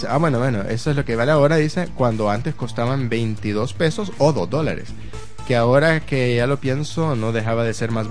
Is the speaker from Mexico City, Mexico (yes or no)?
yes; Mexico City, Mexico; quiero aclararle a Omanaman que no soy del norte. Por aquello del acento. Soy del Distrito Federal. Chilanga